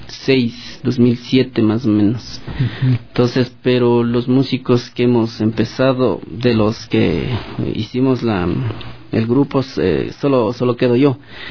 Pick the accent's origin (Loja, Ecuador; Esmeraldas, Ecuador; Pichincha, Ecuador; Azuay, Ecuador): Pichincha, Ecuador; Quito; nosotros ya nacimos acá en Quito, yeah. Entonces somos ya quiteños, claro. Entonces estamos acá en Quito, pero nuestros padres son de Otavalo